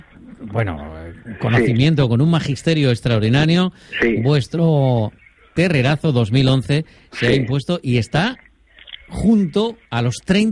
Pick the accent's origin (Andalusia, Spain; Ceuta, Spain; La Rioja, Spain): La Rioja, Spain; es que soy de Rioja